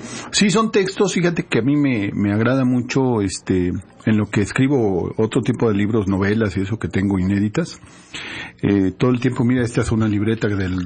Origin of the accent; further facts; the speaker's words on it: Xalapa, Veracruz, Mexico; Y yo soy de aquí, de Jalapa, soy de los nativos.